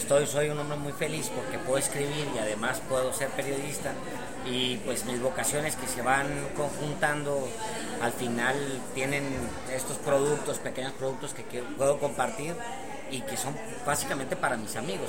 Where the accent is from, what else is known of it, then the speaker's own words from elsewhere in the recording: Juárez, Chihuahua, Mexico; also born or lived in Texas; esta es mi tierra. Yo me siento de allá, mis tierras son Juárez, Chihuahua y Texas y México.